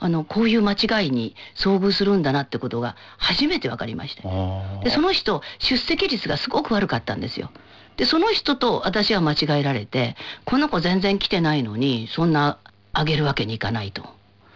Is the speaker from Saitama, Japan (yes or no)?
no; Fukuoka, Japan; 私は福岡ですが